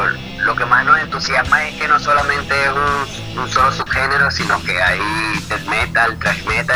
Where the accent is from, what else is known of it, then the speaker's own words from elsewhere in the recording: Miranda, Venezuela; Estamos dispersos. O sea, unos somos de Yare, otros de Omare y otros de Santa Teresa.